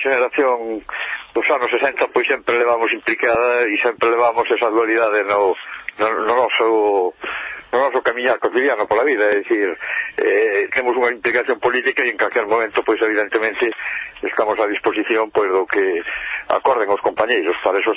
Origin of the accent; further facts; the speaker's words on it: Galicia, Spain; eu aquí na miña terra temos o que é o mosteiro do Seira, que lle chaman o Escorial galego.